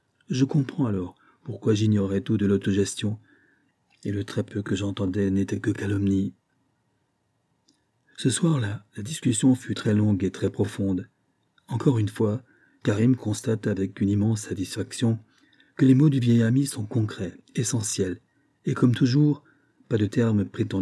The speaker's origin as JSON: {"language": "French", "country": "Algeria", "said": "J'ai appris que dans le monde, et davantage chez nous, en Algérie, la grande carence, ce sont des têtes qui pensent par elles-mêmes correctement"}